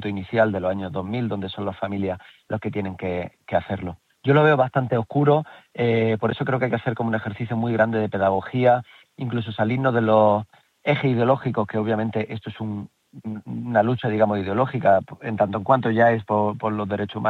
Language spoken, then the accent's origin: Spanish; Jaén, Andalusia, Spain; Yo lo veo en mi tierra, donde también tenemos, solo en Jaén tenemos más de 1.700 personas asesinadas.